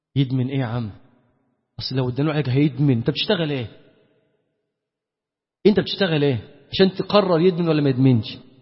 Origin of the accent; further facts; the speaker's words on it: Damietta, Damietta Governorate, Egypt; انا مثلا من دمياط، ناس انا ضيف عليكم النهارده